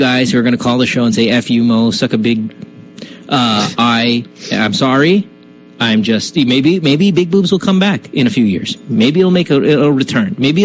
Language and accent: English; Manila, Metro Manila, Philippines; now in United States; I grew up in Manila. So this is what I'm going to do now. Now that I'm in the U.S.